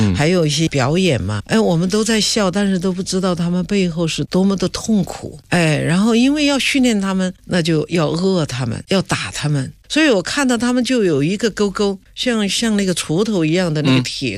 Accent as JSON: {"language": "Chinese", "region": "Chongqing", "country": "China", "said": "比如说那个我们重庆人叫狗牙巴"}